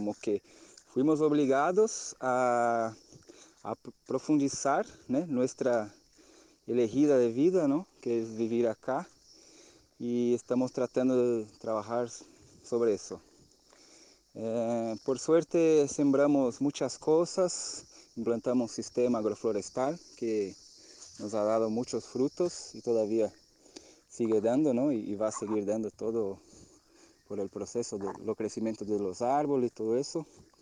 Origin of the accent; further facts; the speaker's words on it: Brazil; Spanish is a second language; soy brasileño y por la invitación de mi hermano Rafa vengo a compartir un poquito de lo que estamos viviendo frente a la pandemia que sigue todavía. Bueno, acá vivimos en el campo